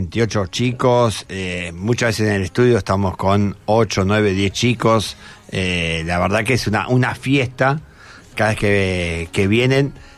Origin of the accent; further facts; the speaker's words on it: Buenos Aires, Argentina; Muchas veces nosotros vivimos aporteneados, ¿no? Somos muy porteños